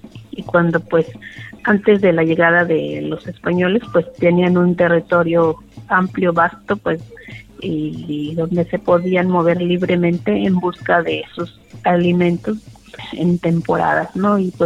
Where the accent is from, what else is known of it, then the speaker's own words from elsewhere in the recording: Loma de Bácum, Sonora, Mexico; pues vengo del pueblo yaqui, soy de Loma de Bacum.